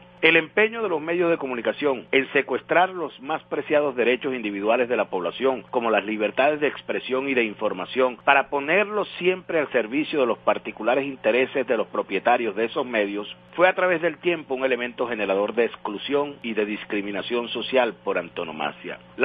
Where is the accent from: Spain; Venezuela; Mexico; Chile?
Venezuela; Los que no tenemos somos los venezolanos decentes y honestos, que estamos aquí dando la batalla